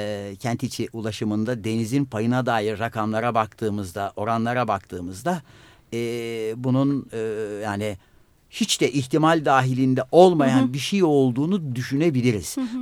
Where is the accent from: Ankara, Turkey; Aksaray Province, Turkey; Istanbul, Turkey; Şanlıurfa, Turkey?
Istanbul, Turkey; Ben sadece bir İstanbullu olarak bu şehirde ulaşımın sorunundan muzdarip bir İstanbullu olarak dert yanarım.